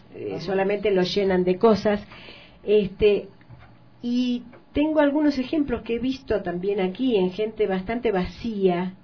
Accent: Argentina; pertenezco a una generación violentada, ¿no es cierto? Hemos sido torturados, en mi país ha habido campos de concentración

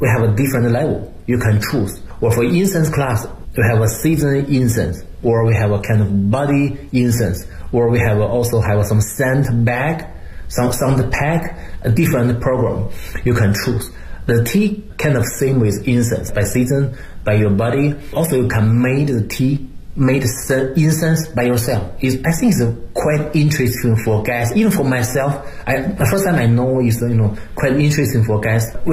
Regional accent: Beijing, China; English is a second language; I'm from Beijing, I know Beijing a lot.

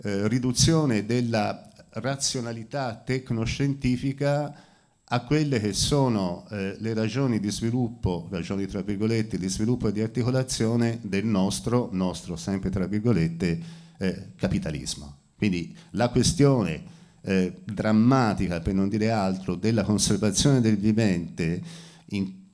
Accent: Friuli-Venezia Giulia, Italy; io in realtà sono friulano

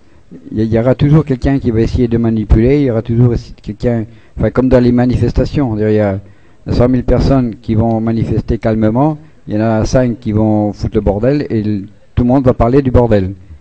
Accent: France; moi je suis français, vive la France, on est européen

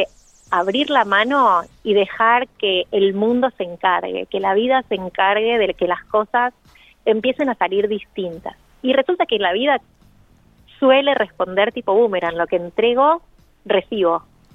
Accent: Buenos Aires, Argentina; soy de Buenos Aires

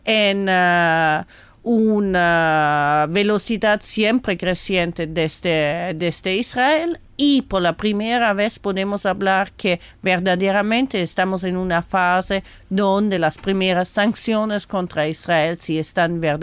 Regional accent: Italy; now in Palestine; Sí, italiana de origen, pues en el 2002, durante la segunda intifada, fui en Palestina

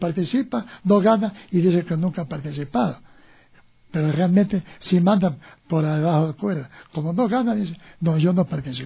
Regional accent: Quito, Pichincha, Ecuador; also born or lived in Guayaquil; porque yo, si bien yo nací en Guayaquil, ¿no?, pero en cambio yo viví en Quito desde los 5 años.

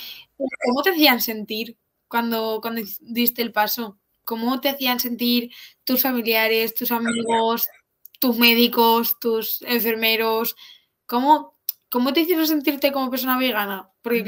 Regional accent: Valencian Community, Spain; yo soy de una zona de Valencia, del interior, donde, vamos, mi tierra le dicen la tierra del vino y del embutido.

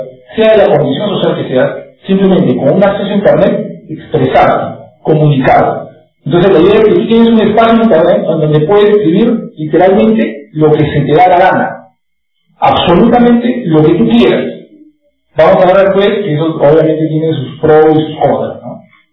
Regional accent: Trujillo, La Libertad, Peru; porque somos una comunidad peruana, obvio, la idea es promocionar los blogs peruanos. Y como somos también una comunidad trujillana

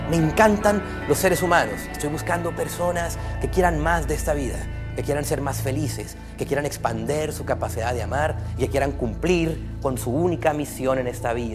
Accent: Mexico; soy mexicano y mi país está en mi sangre.

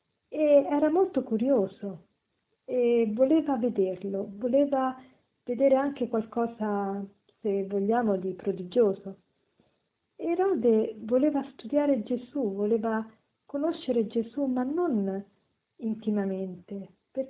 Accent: Rome, Lazio, Italy; sono una consacrata come una suora, vengo da Roma.

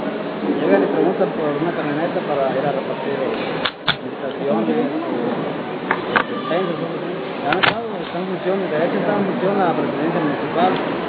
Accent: Aquila, Michoacán, Mexico; Somos una familia de Aquila pobre, humilde, que sabemos respetar, que somos de palabra.

